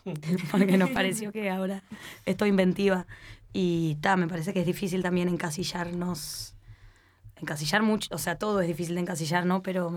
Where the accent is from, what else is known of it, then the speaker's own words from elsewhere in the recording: Canelones, Uruguay; siempre que salimos de Canelones para hacer cualquier situación relacionada a tocar, llueve o hay tormenta.